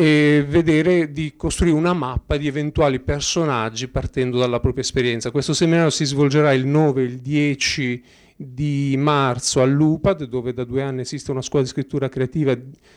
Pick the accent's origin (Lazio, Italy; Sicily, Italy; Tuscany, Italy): Sicily, Italy; now in Bolzano, Italy; Io sono siciliano, fra l'altro, piccola parentesi.